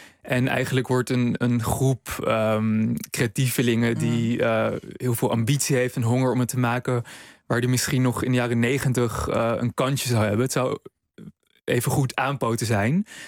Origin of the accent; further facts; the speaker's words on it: Amsterdam, North Holland, Netherlands; Nou, ik ben zelf opgegroeid in Amsterdam en ik studeerde tijdens de crisisjaren.